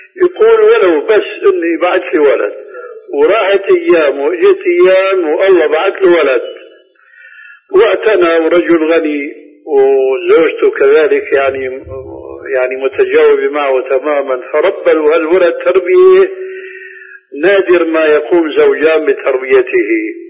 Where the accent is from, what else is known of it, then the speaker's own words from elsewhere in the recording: Syria; عندنا في سوريا